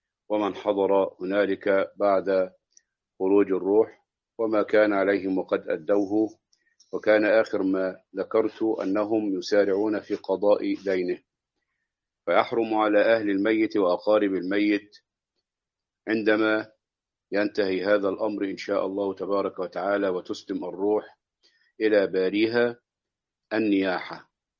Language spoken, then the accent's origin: Arabic; Egypt; هذا يحدث عندنا في مصر، لا أدري إن كان هذا يكون في بلدان أخرى أم لا.